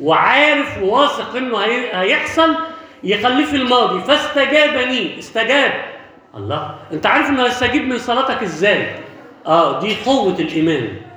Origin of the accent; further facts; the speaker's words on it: Alexandria, Alexandria Governorate, Egypt; moved away; في واحد عندنا في اسكندرية من قبل ما أجي أنا هنا يعني حوالي 30 سنة مثلا